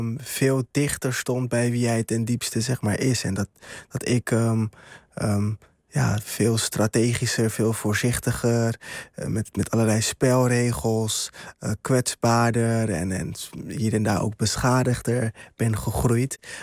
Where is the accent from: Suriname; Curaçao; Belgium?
Curaçao; Ik kwam net uit Curaçao en mijn ouders zijn allebei migranten.